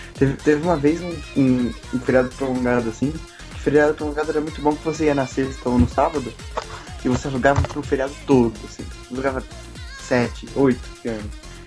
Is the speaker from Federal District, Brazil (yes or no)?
no; São Paulo, Brazil; eu sou de São Paulo, e quando você descia pro litoral, o litoral é muito mais atrasado em questão disso.